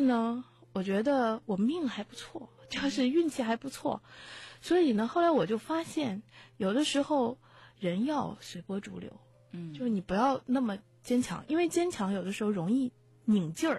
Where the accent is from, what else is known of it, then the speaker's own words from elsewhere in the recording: China; 而是更相信我们中国人所说的叫做顺其自然，道法自然